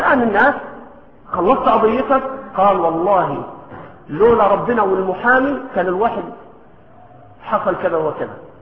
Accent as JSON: {"language": "Arabic", "country": "Egypt", "accent": "Egyptian", "said": "ولكن في لهجتنا المصرية بنقول شلا شلا"}